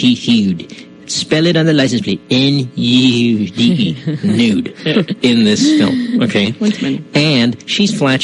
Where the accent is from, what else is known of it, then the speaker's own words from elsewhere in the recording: Manila, Metro Manila, Philippines; now in United States; I grew up in Manila. So this is what I'm going to do now. Now that I'm in the U.S.